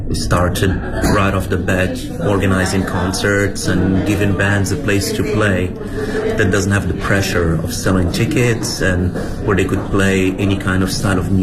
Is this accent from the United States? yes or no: no; Morocco; English is a second language; moved away as an adult; now in Beijing, China; I'm from Morocco originally. I've been in China for 12 years now, 10 of them in Beijing.